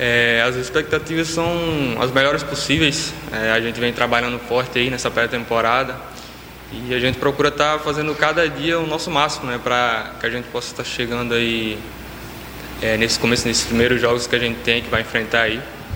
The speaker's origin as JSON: {"language": "Portuguese", "town": "Natal", "region": "Rio Grande do Norte", "country": "Brazil", "said": "Eu tenho 23 anos, eu sou de Natal. Eu comecei minha carreira lá no time do interior lá."}